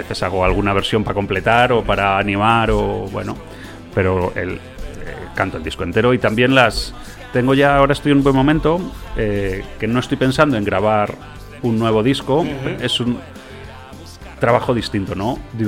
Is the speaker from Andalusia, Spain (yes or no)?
no; Valladolid, Castile and León, Spain; now in Madrid, Spain; que yo soy de Valladolid y he vivido allí muchos años, aunque ya estoy aquí en Madrid hace un montón también.